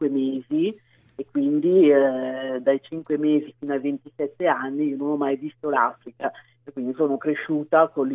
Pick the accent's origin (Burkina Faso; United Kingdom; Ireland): Burkina Faso; ritornare nel mio paese d'origine. Sono andata quindi in Burkina, ho cominciato a conoscere la mia cultura, le tradizioni, la lingua